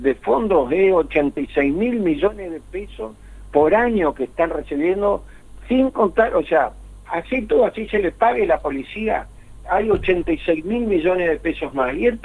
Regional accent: Santa Fe, Argentina; un fallo de la Corte que directamente nos perjudica a nosotros como santafesinos.

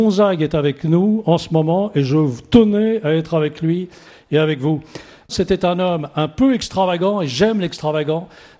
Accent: Brittany, France; En tant que breton, je suis extrêmement imprégné de la présence de l'invisible.

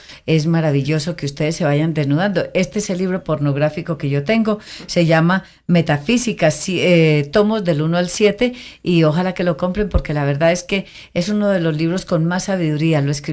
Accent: Concordia, Antioquia, Colombia; como yo me metí a Concordia, mi pueblo natal, me fui, me quedé 15 días

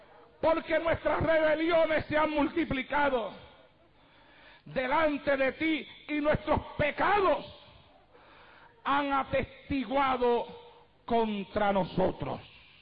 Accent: Puerto Rico; moved away; Cuando yo llegué aquí desde Puerto Rico, que comencé a predicar esta palabra

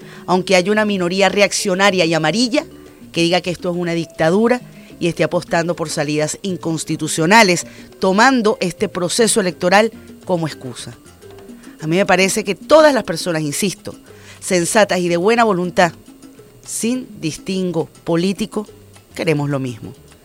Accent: Venezuela; Todos y todas somos venezolanos y la gran mayoría de las personas que vivimos en esta patria

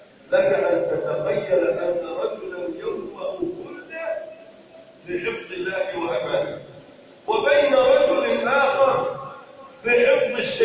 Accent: Egypt; اللهم ارفع عن بلدنا مصر الغلاء والبلاء والوباء

